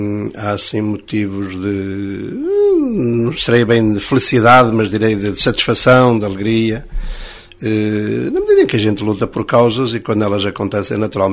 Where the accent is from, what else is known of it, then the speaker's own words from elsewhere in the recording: Unhas da Serra, Centro, Portugal; born there; Nasci em Unhas da Serra, do Conselho da Covilhã.